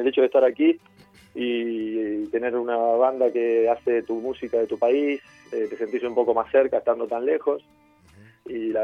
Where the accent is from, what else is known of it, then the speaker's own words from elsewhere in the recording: Argentina; Y yo también, que soy argentino.